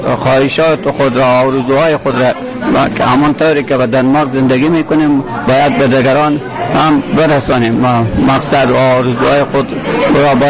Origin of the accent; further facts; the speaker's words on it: Afghanistan; now in Aarhus, Denmark; از افغانستانم.